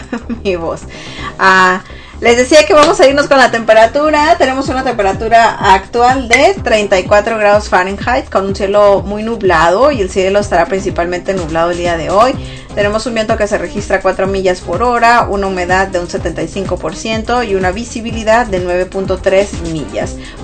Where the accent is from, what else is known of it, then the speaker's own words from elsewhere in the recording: northern Mexico, Mexico; que también está haciendo frío en el norte de México, de donde soy yo.